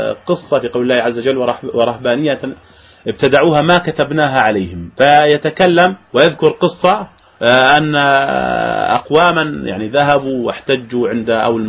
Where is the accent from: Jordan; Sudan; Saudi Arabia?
Jordan; عندنا في الأردن بهذه الآيات